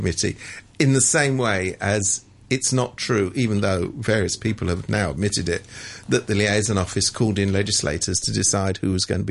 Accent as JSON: {"language": "English", "region": "London", "country": "United Kingdom", "lives_now": "Hong Kong", "said": "I come from London. There's a lot of brown people."}